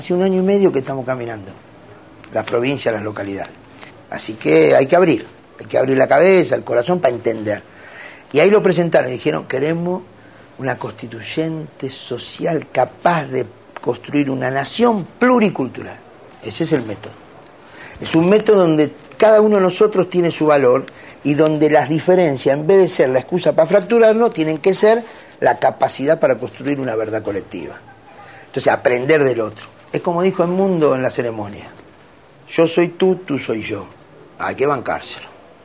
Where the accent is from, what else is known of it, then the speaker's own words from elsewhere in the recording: Argentina; Somos millones los argentinos que queremos cambiar esto.